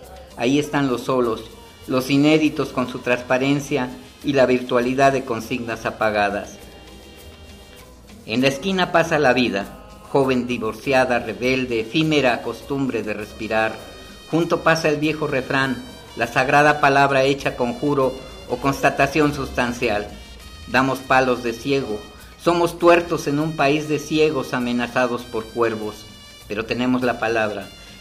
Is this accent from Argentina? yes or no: no; Mexico City, Mexico; En Tepito se dice que venimos desde Cuauhtémoc, desde el señor Cuauhtémoc.